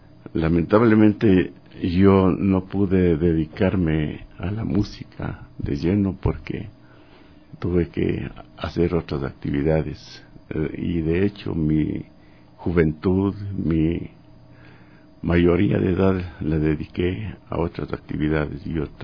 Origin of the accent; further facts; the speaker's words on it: Píllaro, Tungurahua, Ecuador; Desde que fui escolar en mi pueblito de origen, Píllaro, siempre tuve esta inclinación por la música